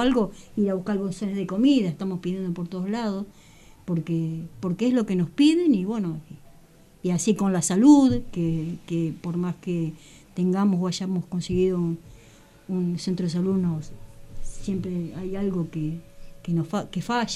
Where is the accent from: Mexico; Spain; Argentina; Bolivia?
Argentina; La Plata, Buenos Aires Province; soy de La Plata